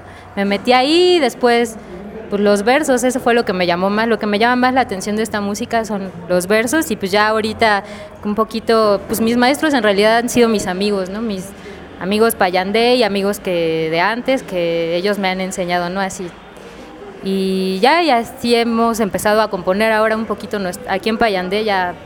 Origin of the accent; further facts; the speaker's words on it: Mexico City, Mexico; yo soy bien de feña, bien chilanga, pero corazón de toda la República.